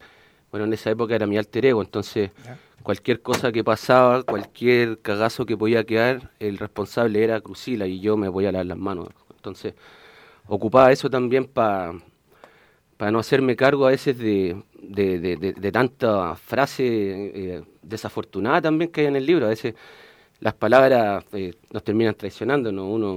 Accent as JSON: {"language": "Spanish", "town": "Santiago", "region": "Santiago Metropolitan Region", "country": "Chile", "tie": "born or raised there", "said": "Siempre ligado al barrio Matucana."}